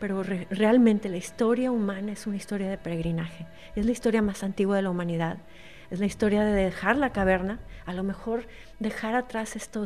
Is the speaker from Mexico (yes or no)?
yes; Mexico; Y entonces esto me ha servido mucho siendo mexicana.